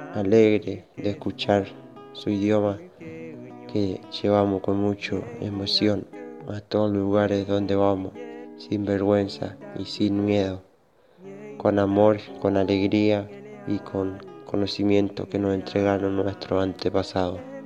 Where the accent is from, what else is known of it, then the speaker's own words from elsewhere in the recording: Centenario, Neuquén, Argentina; Soy de Centenario, provincia de Neuquén, de Puel Mapo, hoy conocido como Argentina.